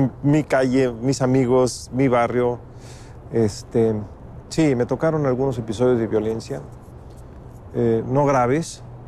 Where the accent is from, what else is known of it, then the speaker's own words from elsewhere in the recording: Mexico; Triste en mi país es que la corrupción y la impunidad que retrata la novela sigan sigan ahí empapando el sistema político y social de México.